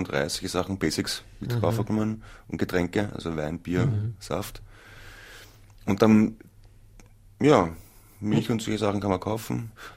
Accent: Tyrol, Austria; Ich bin eine gebürtige Tirolerin.

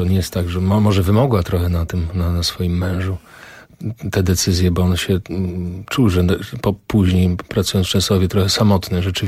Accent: Tarnów, Lesser Poland, Poland; ten transport 21 czerwca 1941 wyruszył z mojego rodzinnego miasta, z Tarnowa.

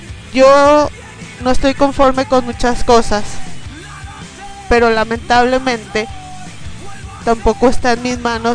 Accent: Torreón, Coahuila, Mexico; por ejemplo acá Torreón, de donde soy yo, no es tan provincia

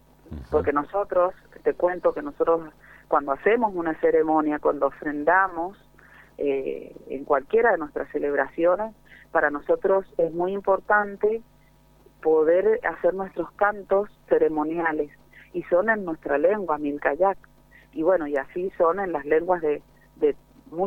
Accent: Lavalle, Mendoza, Argentina; en varios departamentos, actualmente Las Heras y La Valle, pero somos originarios de La Valle, de Lagunas del Guanacache, de una parte de los bañados de Guanacache que se llama Laguna La Balsita.

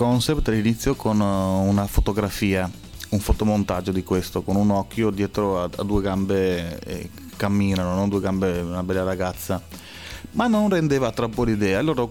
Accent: England, United Kingdom; Italian is a second language; sono io poi sono inglese

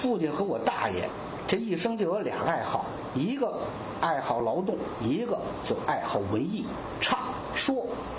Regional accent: Beijing, China; 我是土生土长的南海子人，我们家那个老房就在东海的前2米的地方。

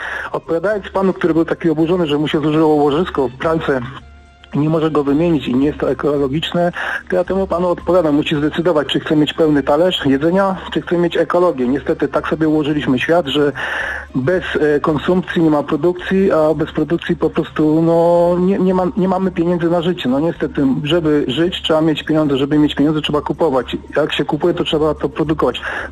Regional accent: Silesian Voivodeship, Poland; pochodzę ze Śląska i zanim cała Polska myślała o segregowaniu, my już segregowaliśmy te śmieci

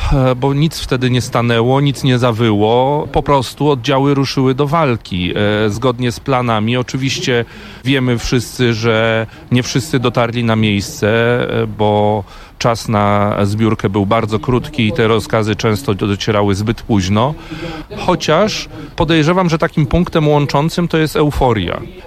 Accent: Szczecin, West Pomeranian Voivodeship, Poland; also born or lived in Gdańsk; now in Warsaw, Poland; Z urodzenia jestem gdańszczaninem, bo mama pochodzi z Gdańska, natomiast wychowałem się w Szczecinie, bo tata jest ze Szczecina

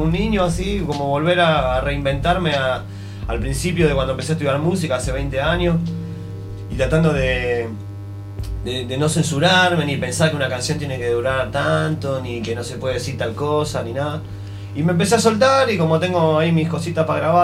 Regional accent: Buenos Aires, Argentina; de donde yo soy, ¿no? Que soy ahí de Buenos Aires. Y fue saliendo así todo, la verdad. Estaba viviendo en Barcelona en ese momento.

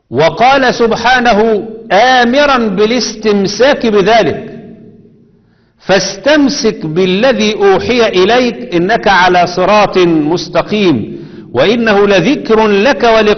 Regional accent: Egypt; كنا في غرب كندا، مجموعة من الناس واقفين فشايفين شكلنا غريب شوية، انتوا منين؟ احنا من مصر، من ايجيبت.

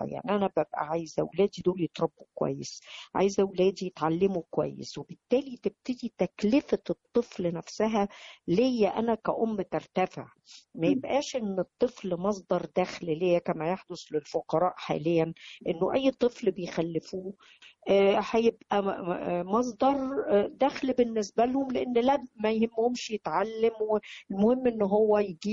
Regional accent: Egypt; هذا القانون اللي موجود عندنا في مصر

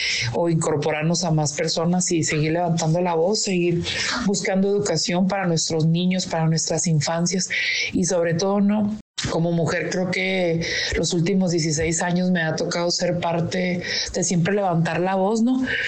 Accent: Chihuahua, Mexico; soy de Chihuahua, de la Sierra Noroeste, de la comunidad Pimahua.

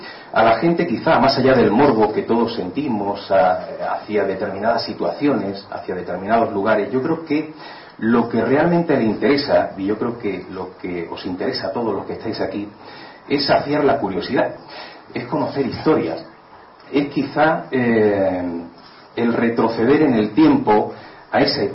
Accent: Málaga, Andalusia, Spain; yo soy malagueño

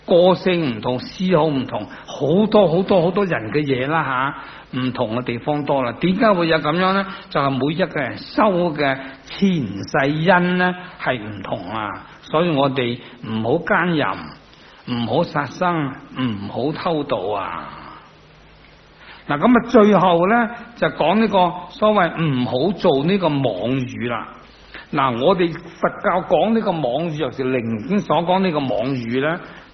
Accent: China; 每一个人我哋系中国人

